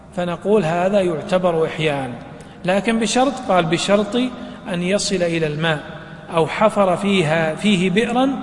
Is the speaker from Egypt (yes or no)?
no; Najd, Saudi Arabia; بعض الشجر يعيش بدون ماء أو بماء قليل كالأثل عندنا في نجد